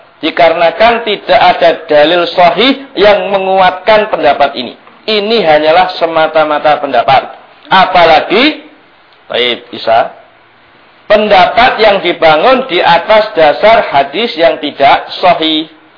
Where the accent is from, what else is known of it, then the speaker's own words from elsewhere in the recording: Krian, East Java, Indonesia; di kampung saya di Krian sana, ya.